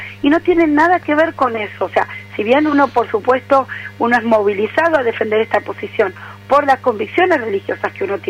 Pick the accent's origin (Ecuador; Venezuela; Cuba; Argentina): Argentina; somos muchos los argentinos que necesitamos un espacio fuerte de participación política